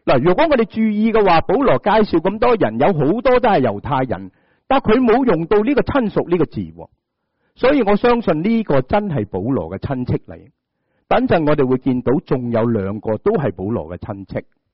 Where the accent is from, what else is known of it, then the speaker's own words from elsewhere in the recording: Hong Kong; 我们香港人会说是吗？